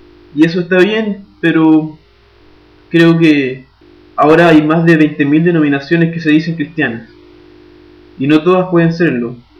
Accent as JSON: {"language": "Spanish", "country": "Chile", "lives_now": "Brazil", "said": "un chileno estudiante de teología. Actualmente estoy estudiando en un seminario de la Iglesia Presbiteriana de Brasil. Estoy preparándome para ser pastor de mi iglesia en Chile, de la Iglesia Presbiteriana Nacional."}